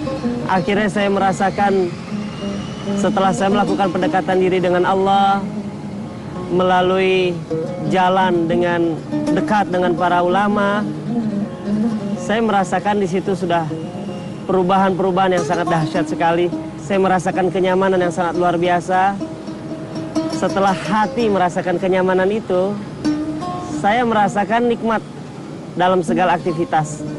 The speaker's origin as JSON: {"language": "Indonesian", "town": "Cikampek", "region": "West Java", "country": "Indonesia", "tie": "born there", "said": "Saya lahir di Cikampek."}